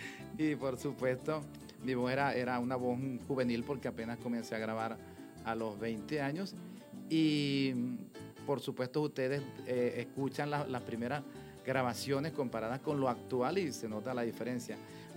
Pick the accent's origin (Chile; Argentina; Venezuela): Venezuela; Santa Rosa, Barinas; vengo de Santa Rosa de Barinas